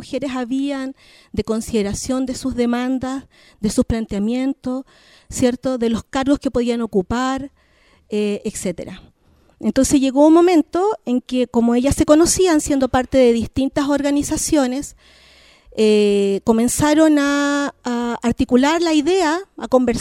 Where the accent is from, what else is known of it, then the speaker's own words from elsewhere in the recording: Santiago, Santiago Metropolitan Region, Chile; yo soy nacida y criada en Santiago, evidentemente, pero soy mapuche